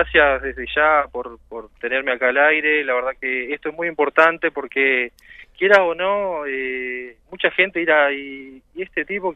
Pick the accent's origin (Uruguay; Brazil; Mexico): Uruguay; Melo, Cerro Largo; espero poder llegar a Melo, que es de donde soy, o sea, Fraile Muerto, la idea es estar allá